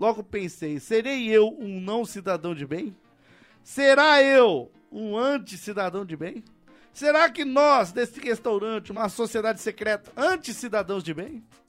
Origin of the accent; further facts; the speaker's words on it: Rio de Janeiro, Brazil; Sou de Rio das Pedras, Jacarepaguá, Rio de Janeiro, 22 anos.